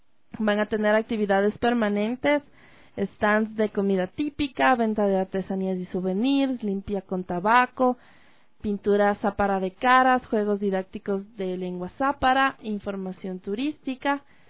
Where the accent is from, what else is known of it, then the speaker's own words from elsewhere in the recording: Ecuador; que sientan que su cultura es valiosa para nosotros como ecuatorianos